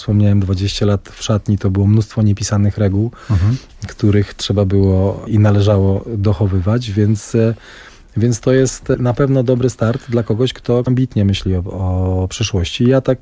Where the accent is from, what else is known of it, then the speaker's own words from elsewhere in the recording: Nysa, Opole Voivodeship, Poland; born there; now in Częstochowa, Poland; w Gdańsku powróciłem do Częstochowy, bo tam mam centrum życiowe, aczkolwiek urodziłem się w Nysie w ogóle. To jest też długa historia, że ja tak migruję po tej Polsce